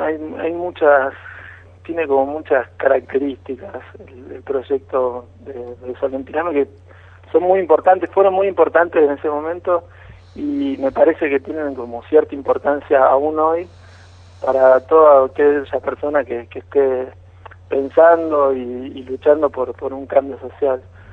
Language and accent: Spanish; Haedo, Buenos Aires Province, Argentina; moved away; Somos de ahí también del oeste, de Aedo soy yo, mi compañera es de Capital y bueno, el otro compa es también de Capital.